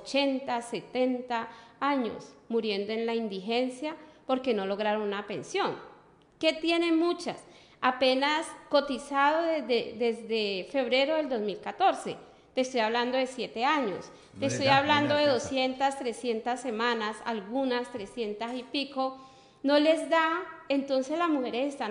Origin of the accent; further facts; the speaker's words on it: Cali, Valle del Cauca, Colombia; Yo nací en Cali, en el mismo barrio que vivo en la casa de mi mamá. Mi mamá, pues, sí es de Nariño, pero mis ancestros son de Cali. Tengo 3 hijos